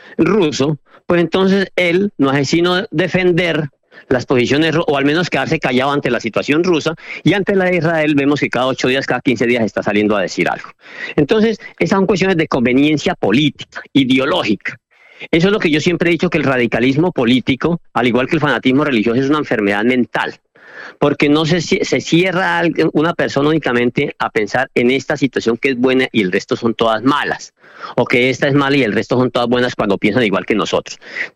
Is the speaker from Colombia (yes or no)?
yes; Colombia; moved away as an adult; now in Spain; hasta hace 25 años que me vine para España, que ya tengo 60, llevo 25 acá, tenía 31 cuando me vine de Colombia